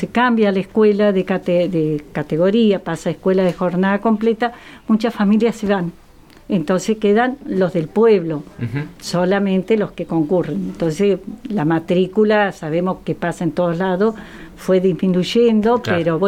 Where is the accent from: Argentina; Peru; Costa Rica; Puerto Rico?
Argentina; Córdoba; now in Carro Quemado, Argentina; Yo no soy de Carro Quemado, vine de Córdoba a trabajar a la escuela.